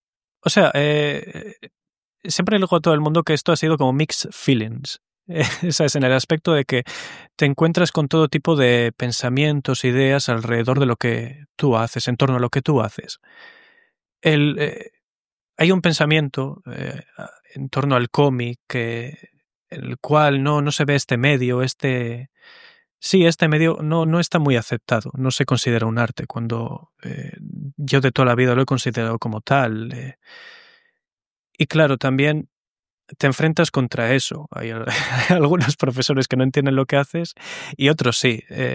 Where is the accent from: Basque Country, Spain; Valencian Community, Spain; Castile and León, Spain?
Basque Country, Spain; Bilbao; Somos una tierra con tanta cultura, un idioma tan único, con tanta personalidad, que el haber crecido aquí para mí